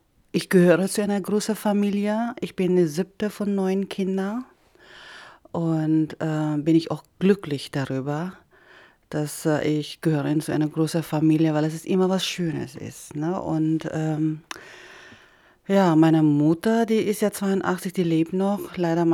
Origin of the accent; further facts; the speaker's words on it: Philippines; German is a second language; Also wir sind immer in so eine große Stadt, sage ich mal so, weil das ist jetzt in Lauak heißt das, wo ich aufgewachsen bin und das ist eine große Stadt.